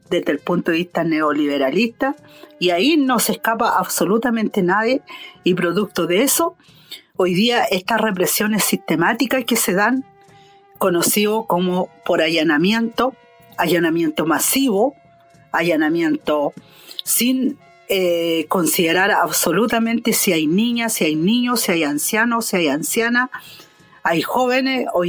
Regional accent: Purén, Araucanía, Chile; yo vengo de Purén, territorio nauche, de la identidad mapuche.

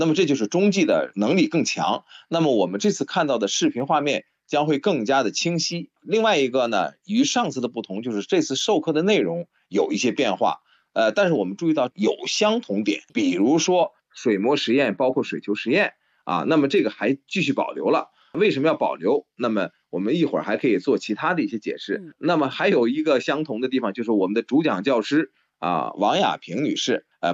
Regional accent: China; 太空活动呢既是我们中国人的也是全人类的

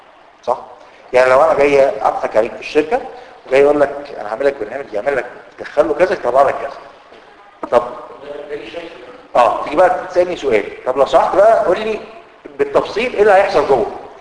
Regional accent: Egypt; لو جات لك شركه يعني بتحصل عندنا في مصر الموضوع ده وعملوا مشكله كبيره قوي

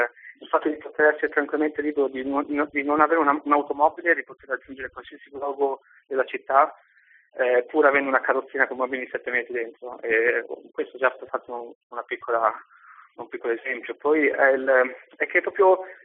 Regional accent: Forlì, Emilia-Romagna, Italy; Sono di Forlì.

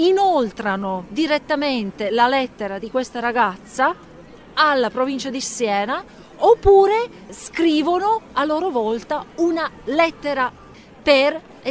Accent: Latvia; vengo dalla Lettonia.

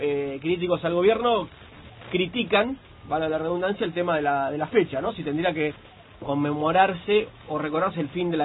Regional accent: Rivera, Buenos Aires Province, Argentina; en Rivera, en mi pueblo, allá en el interior de la provincia de Buenos Aires

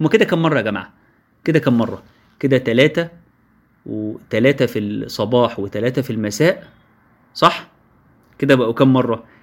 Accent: Egypt; احنا كمصريين عندنا مشكلة،

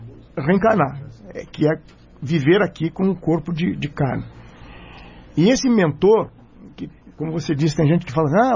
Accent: Lages, Santa Catarina, Brazil; Eu sou de Lages.

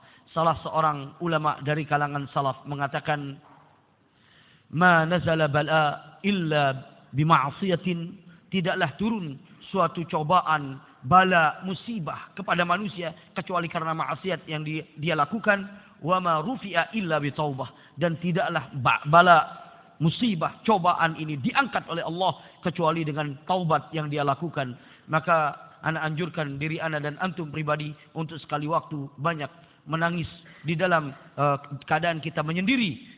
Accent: West Nusa Tenggara, Indonesia; karena ana sebagai orang Lombok juga prihatin dan juga merasa sangat khawatir dengan kondisi yang ada di sana

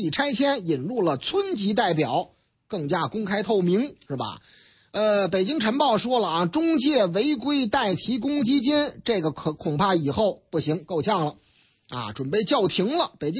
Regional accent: Shanghai, China; 上海啊，我老家上海啊

